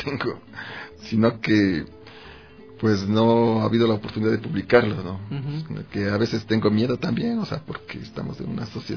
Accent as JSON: {"language": "Spanish", "town": "Ambato", "region": "Tungurahua", "country": "Ecuador", "tie": "born or raised there", "said": "De donde yo soy oriundo, ahí está a la venta."}